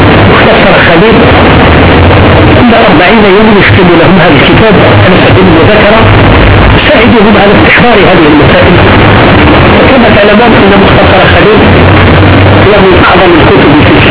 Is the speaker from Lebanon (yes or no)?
no; Algeria; انظروا إلى علماء بلادنا الجزائر كيف كانوا ينظرون